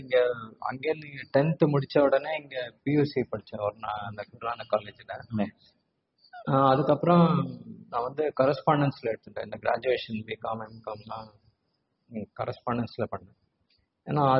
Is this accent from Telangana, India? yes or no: yes; Hyderabad, Telangana, India; also born or lived in Bangalore; அடியே பிறந்ததெல்லாம் வந்து பெங்களூர்.